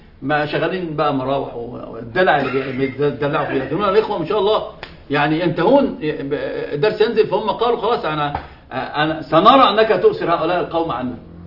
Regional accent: Egypt; هم عندنا في مصر يقول مبروم على مبروم ما بيلفش

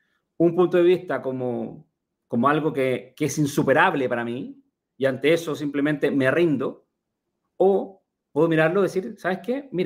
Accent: Chile; Yo soy de Chile, de profesión original, soy ingeniero agrónomo

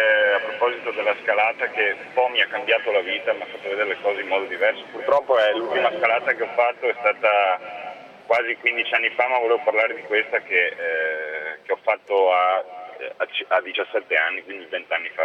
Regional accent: Veneto, Italy; now in Milan, Italy; io sono veneto, vivo a Milano ma sono veneto.

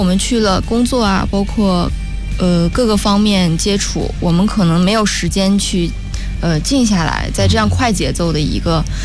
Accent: Beijing, China; 包括也回到北京，因为我家也是北京的，然后回到父母身边

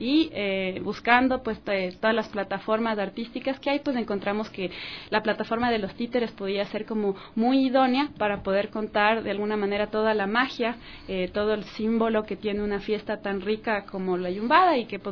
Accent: Quito, Pichincha, Ecuador; Yo nací y crecí en Cotocoyao, ese es mi barrio de toda la vida, pues.

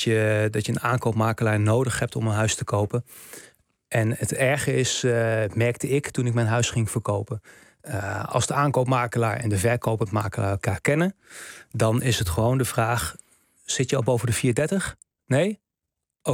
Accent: Gelderland, Netherlands; now in Beemster, Netherlands; Ik ben zelf, ik ben net uit de Randstad weg eigenlijk, naar de Beemster gegaan. Maar ik kom zelf oorspronkelijk uit de Achterhoek.

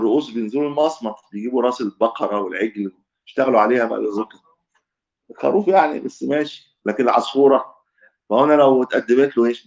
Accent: Egypt; لان الدب عندنا في مصر يطلع الحمار

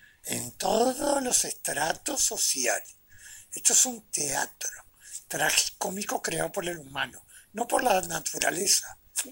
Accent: Uruguay; Siempre hablando dentro de los límites de nuestra territorialidad, porque somos uruguayos.

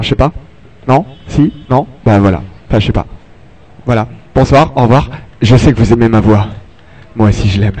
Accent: France; je suis français, certes, ok

